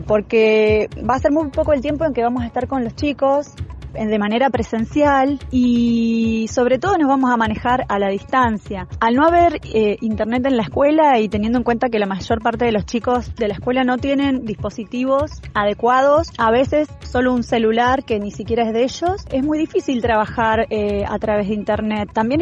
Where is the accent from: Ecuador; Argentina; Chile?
Argentina; General Roca, Río Negro; Soy de General Roca y que queda en Río Negro, en el Alto Valle de Río Negro.